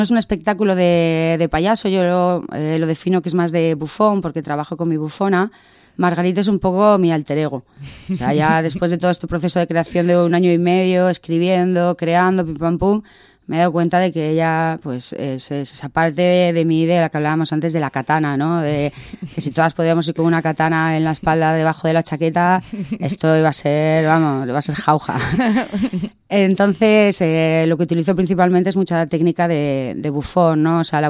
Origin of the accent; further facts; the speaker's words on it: Castellón, Valencian Community, Spain; porque yo vengo de Valencia, pero soy de Castellón